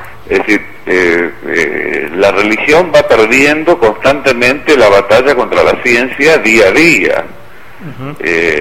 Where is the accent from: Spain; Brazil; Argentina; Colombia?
Argentina; por lo menos en mi país, en la Argentina